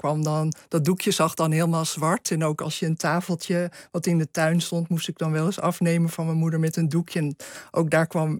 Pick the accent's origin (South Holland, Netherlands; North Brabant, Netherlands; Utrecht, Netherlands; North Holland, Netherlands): North Holland, Netherlands; IJmuiden; Als kind woon ik inderdaad in IJmuiden.